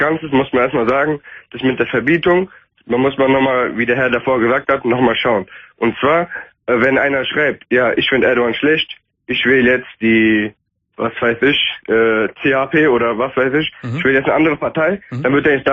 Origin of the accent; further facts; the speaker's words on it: Turkey; ich bin Türke. Ja. Also mit kurdischen Wurzeln.